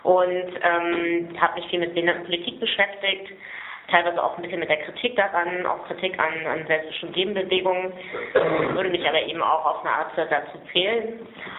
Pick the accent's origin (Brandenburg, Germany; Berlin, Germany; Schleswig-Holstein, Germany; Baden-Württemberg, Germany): Berlin, Germany; weil ich komme aus Berlin und fahre heute auf Wiedersehen zurück